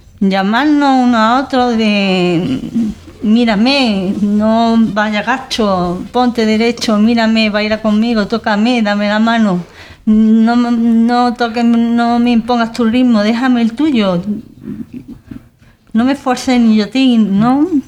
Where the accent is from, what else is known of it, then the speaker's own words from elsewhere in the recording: Puente Genil, Andalusia, Spain; mi pueblo natal es Puente Genil, vivo allí, es el último pueblo de la comarca que recoge, tiene 30.000 habitantes, el doble